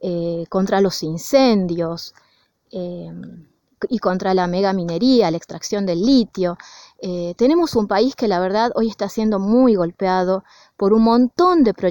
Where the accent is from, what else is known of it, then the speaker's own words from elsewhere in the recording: Andalgalá, Catamarca, Argentina; lo que está ocurriendo hoy en Andalgalá, en mi pueblo